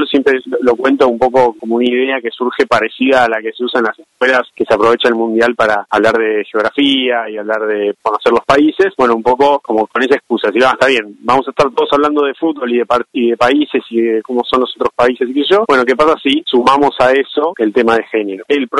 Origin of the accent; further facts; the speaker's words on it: Buenos Aires, Argentina; yo soy porteño